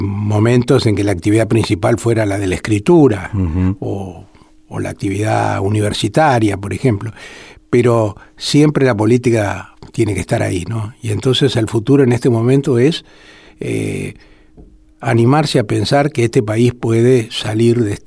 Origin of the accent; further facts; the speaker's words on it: Argentina; como tantos argentinos